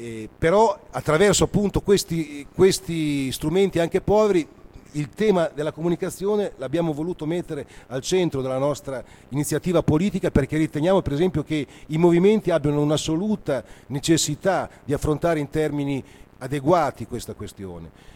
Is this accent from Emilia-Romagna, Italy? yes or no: yes; Bologna, Emilia-Romagna, Italy; La città di Bologna, io sono di Bologna, negli anni 70 era famosa a livello internazionale